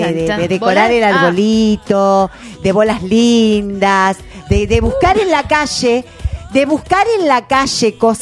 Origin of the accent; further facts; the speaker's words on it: Argentina; Vos decís, somos argentinos, siempre hacemos lo mismo